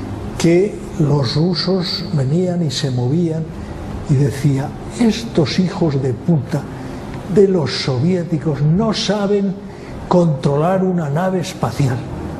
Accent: Spain; Oye, ¿cómo hablas tan mal inglés? Y yo, es que soy español.

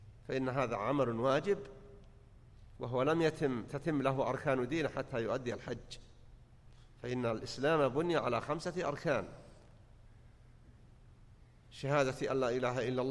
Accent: Saudi Arabia; وانتشرت القنوات عندنا في السعودية.

